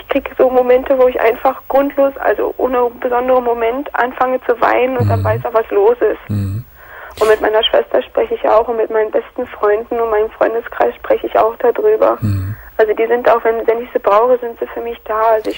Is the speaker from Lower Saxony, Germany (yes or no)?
no; Berlin, Germany; Aber sofern ich halt wieder in meiner Heimat bin, in Berlin bin, da fühle ich mich so erdrückt.